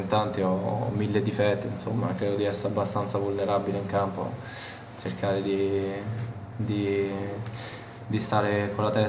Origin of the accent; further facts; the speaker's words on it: Tirana, Tirana County, Albania; also born or lived in Colleferro, Italy; vengo da Colleferro per dire, perché comunque sono nato a Tirana, soprattutto adesso ho vissuto a Tirana per tanto tempo